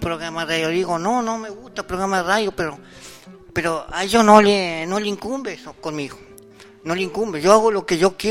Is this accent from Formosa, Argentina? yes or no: no; El Bolsón, Río Negro, Argentina; Yo soy nacido en el Bolsón